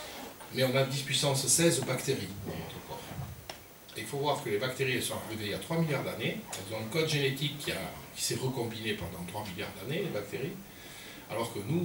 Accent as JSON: {"language": "French", "town": "Pau", "region": "Nouvelle-Aquitaine", "country": "France", "tie": "born there", "said": "je suis né à Pau, à un certain endroit."}